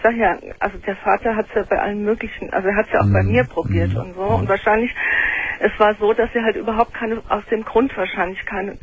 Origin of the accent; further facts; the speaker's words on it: Italy; Wir sind Italiener, ne?